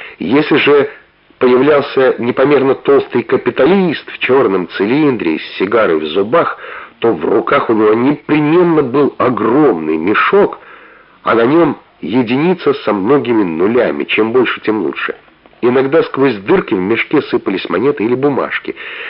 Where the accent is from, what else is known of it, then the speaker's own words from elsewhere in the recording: Moscow, Russia; also born or lived in Bashkortostan; И приходилось мне всю жизнь объяснять, что я не башкир, а русский. Что родился просто в эвакуации, всю жизнь в Москве, так же, как и мои родители, жил.